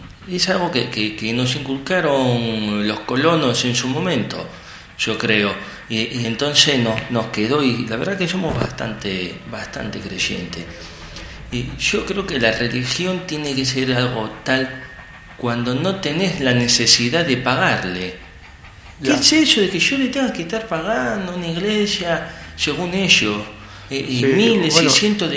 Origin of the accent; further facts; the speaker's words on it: Argentina; yo como buen argentino, aparte de apasionarme el tango y el fútbol, también soy religioso.